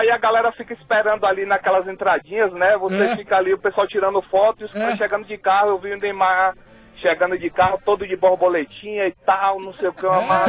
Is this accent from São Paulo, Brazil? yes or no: no; Bahia, Brazil; also born or lived in Ceará; Cara, eu sou cearense, mas... foi com 3 anos de idade pra Bahia, cara. Eu morei...